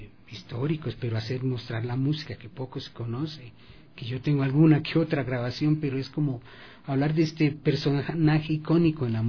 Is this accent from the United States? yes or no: no; Cotacachi, Imbabura, Ecuador; El municipio de Cotacachi, de donde yo soy originario